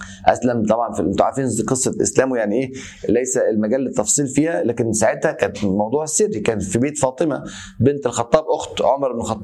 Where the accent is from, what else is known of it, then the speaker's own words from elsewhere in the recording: Egypt; زي بيقولوا عندنا في مصر